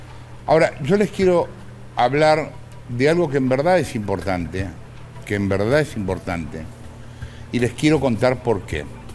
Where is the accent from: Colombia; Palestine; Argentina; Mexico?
Argentina; yo como todo argentino que se precie de tal, estudié Derecho y afortunadamente lo abandoné.